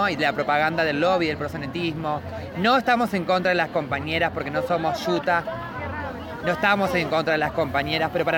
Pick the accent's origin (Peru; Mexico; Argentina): Argentina; La Matanza, Buenos Aires Province; soy abolicionista, transfeminista, matancera, orgullosa del conurbano.